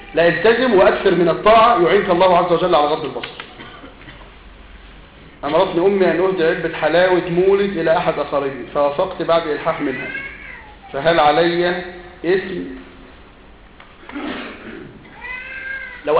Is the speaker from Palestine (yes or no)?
no; Upper Egypt, Egypt; أنا من الصعيد ولا توجد هناك قبور شرعية